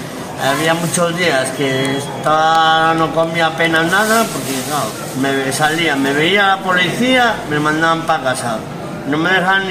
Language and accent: Spanish; La Rioja, Spain; yo vengo de un pueblo de La Rioja, estaba trabajando